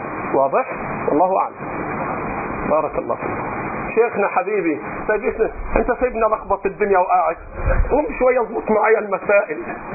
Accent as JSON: {"language": "Arabic", "region": "Upper Egypt", "country": "Egypt", "said": "أنا رجل صعيدي، هذا طبعي، حتى جدودي وأهلي إلى الآن عندهم شيء من الحاجز"}